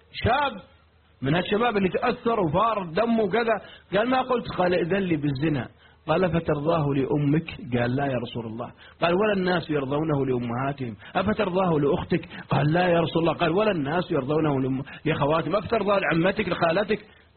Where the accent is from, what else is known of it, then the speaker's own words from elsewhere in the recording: Riyadh, Riyadh Province, Saudi Arabia; واحد عندنا في الرياض يستحي